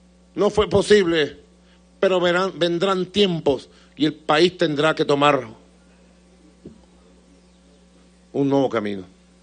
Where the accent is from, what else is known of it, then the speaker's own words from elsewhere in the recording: Venezuela; el pueblo mestizo, rebelde, arrecho que somos, el pueblo de Venezuela.